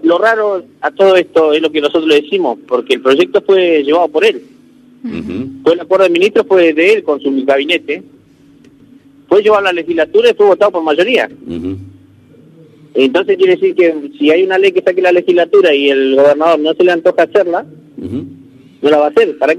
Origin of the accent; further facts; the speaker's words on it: Río Negro, Argentina; somos todos de Río Negro